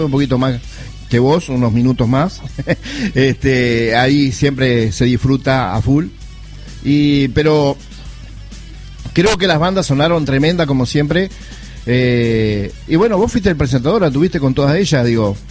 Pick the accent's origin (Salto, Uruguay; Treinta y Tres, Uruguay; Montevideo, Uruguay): Salto, Uruguay; Y más nosotros que somos salteños